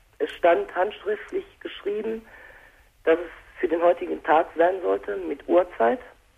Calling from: Kevelaer, North Rhine-Westphalia, Germany; Und ich komme aus Kevela.

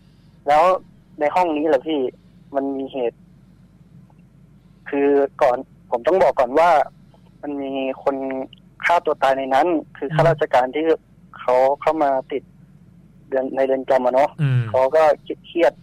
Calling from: Pattaya, Chonburi, Thailand; พัทยาครับ

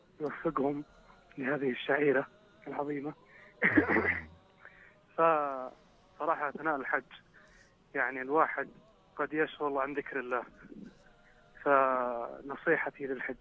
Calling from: Turaif, Northern Borders, Saudi Arabia; تحدث من محافظة طريف

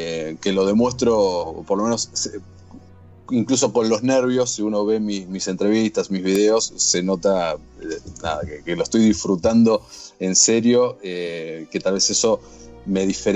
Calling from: Buenos Aires, Argentina; Estoy hablando de Argentina, Buenos Aires, por si no se notó mi acento.

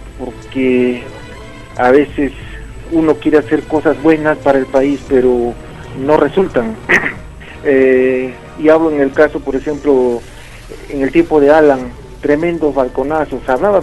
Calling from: Arequipa, Peru; de Arequipa.

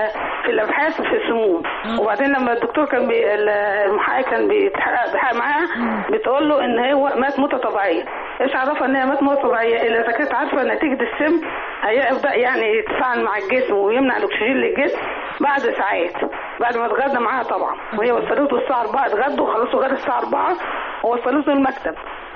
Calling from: Giza, Giza Governorate, Egypt; من الجيزة.

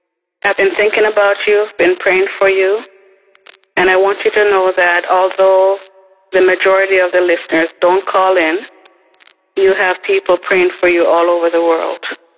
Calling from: California, United States; Good morning, Dabbers. … I'm calling from California.

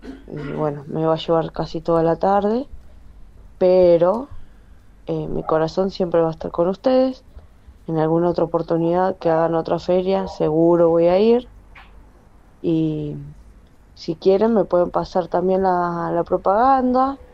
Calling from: Quilmes, Buenos Aires Province, Argentina; de Quilmes. Los escucho siempre.

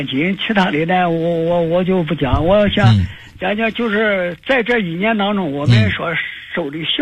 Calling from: Nanjing, Jiangsu, China; 我是南京的

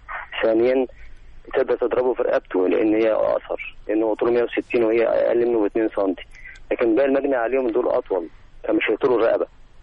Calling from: Monufia Governorate, Egypt; المنوفية.

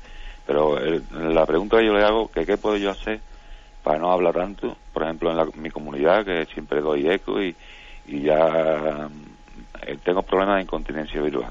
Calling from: Seville, Andalusia, Spain; de Sevilla.

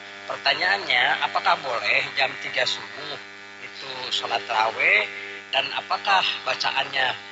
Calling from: Cimahi, West Java, Indonesia; Saya dari Cimahi

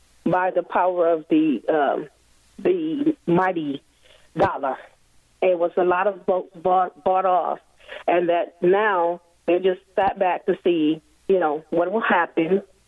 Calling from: Detroit, Michigan, United States; And I'm calling from Detroit, and it is ever so much now than it is before.

